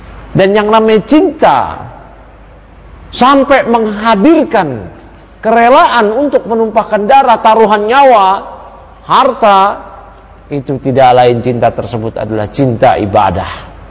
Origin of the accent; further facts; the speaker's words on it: Jakarta, Indonesia; Saya lahir di Jakarta, kecil di Jakarta, gede di Jakarta. Orang tua saya puluhan tahun lalu dari dulu di Jakarta. Kerabat-kerabat saya semua di Jakarta. Saya lahir di Jakarta.